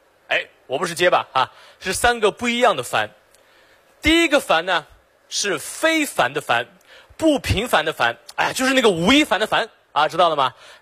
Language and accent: Chinese; Xinjiang, China; 我来自新疆，我是维吾尔族啊。